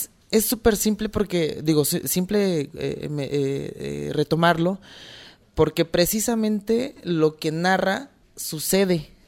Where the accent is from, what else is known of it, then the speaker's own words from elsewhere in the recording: Mexico; de los comparativos como mexicanos